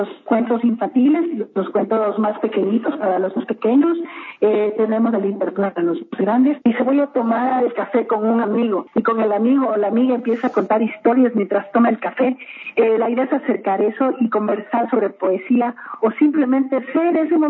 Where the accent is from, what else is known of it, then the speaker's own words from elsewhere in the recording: Ecuador; Así somos los ecuatorianos, así somos en el mundo